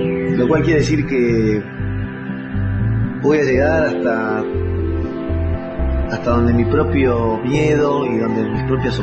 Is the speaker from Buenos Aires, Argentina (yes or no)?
yes; Buenos Aires, Argentina; born there; nací en 1955 en Buenos Aires. Desde muy chico me gustó actuar